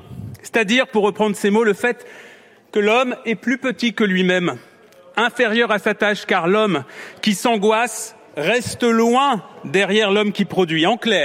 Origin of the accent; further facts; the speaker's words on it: France; Est-ce que chez nous, en France, le risque de guerre et de terrorisme n'existe pas ?